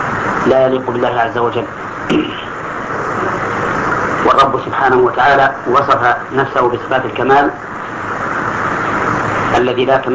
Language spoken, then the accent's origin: Arabic; Al-Qassim, Saudi Arabia; عندنا في القصيم لا ذكر لها إطلاقا وهي ميتة